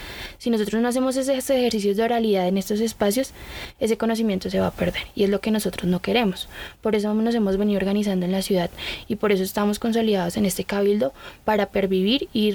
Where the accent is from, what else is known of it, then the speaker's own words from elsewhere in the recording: Tolima, Colombia; now in Bogotá, Colombia; Nosotros hacemos parte de un cabildo indígena, venimos todos del sur del Tolima.